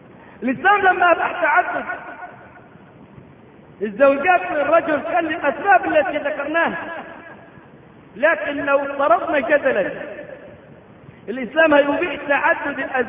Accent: Egypt; ليس عندنا في مصر الدولة النايمة اصل النمية

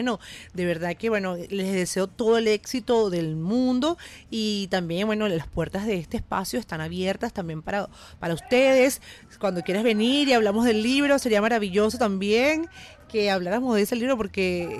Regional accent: Venezuela; parte de lo que nos identifica como venezolanos

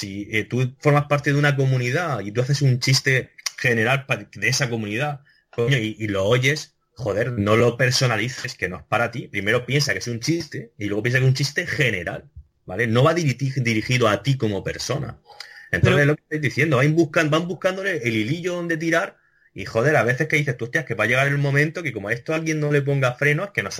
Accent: Region of Murcia, Spain; estuviera en contra de los murcianos, siendo murciano

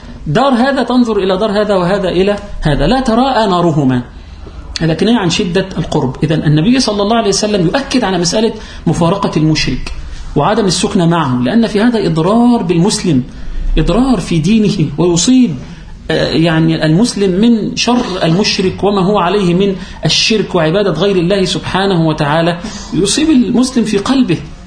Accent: Upper Egypt, Egypt; والجماعة في عندنا في الصعيد وفي القرى ونحو ذلك يقولون إيه؟

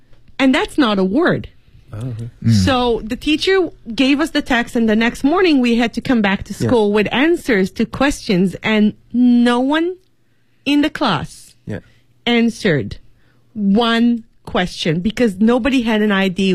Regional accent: Israel; English is a second language; now in China; people used to ask me where I'm from, foreigner, where are you from? I would say Israel, and nobody would know.

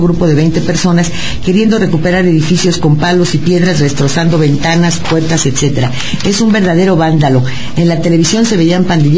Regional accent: Quintana Roo, Mexico; para que veas que también en mi tierra se comen habas

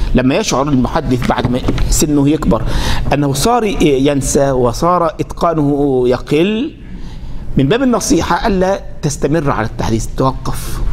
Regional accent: Egypt; مش زي واحد عندنا في مصر

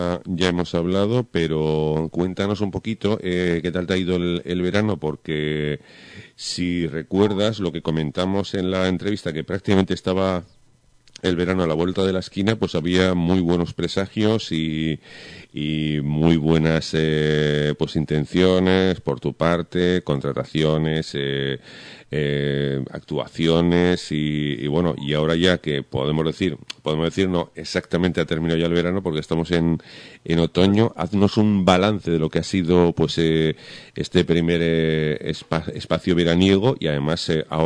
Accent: Aragon, Spain; como yo soy aragonés cabezota

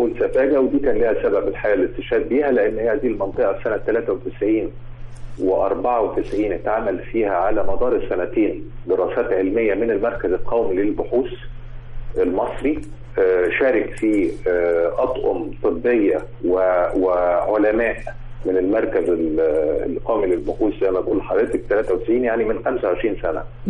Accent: Egypt; وده كلام الدراسات العلمية مش كلامنا إحنا كمصريين بس

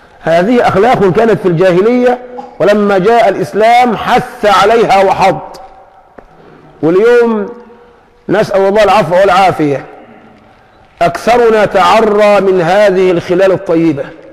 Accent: Egypt; العاطفة فينا كمصريين موجودة، موجودة من القديم

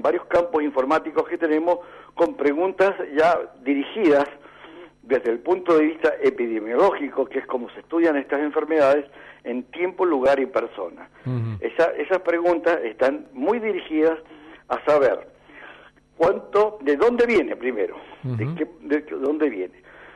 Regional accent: Mendoza, Argentina; Yo soy mendocino, sí.

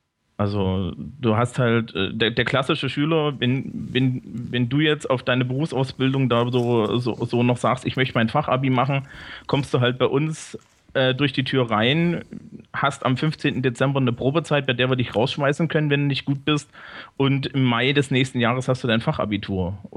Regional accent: Thuringia, Germany; now in Bavaria, Germany; Ja, ich komme eigentlich von der hessischen Grenze.

